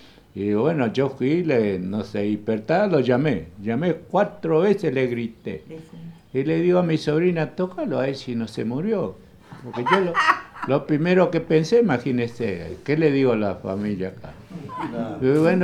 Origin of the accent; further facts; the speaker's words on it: Itá Ibaté, Corrientes, Argentina; fuimos unas vacaciones a Corrientes, mi pueblo Itaibaté Corrientes